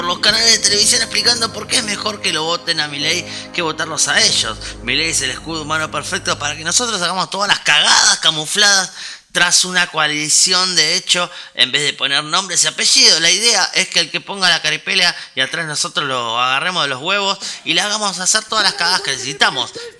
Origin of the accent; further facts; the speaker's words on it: Argentina; no somos argentinos solo cuando juega la selección, como en un rato, sino que lo somos siempre en las buenas y en las malas.